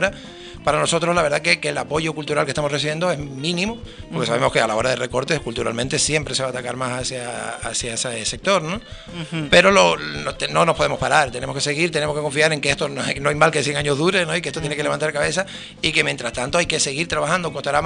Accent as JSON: {"language": "Spanish", "region": "Canary Islands", "country": "Spain", "tie": "born or raised there", "also_born_or_lived": "Bogotá, Colombia", "said": "Soy muy canario."}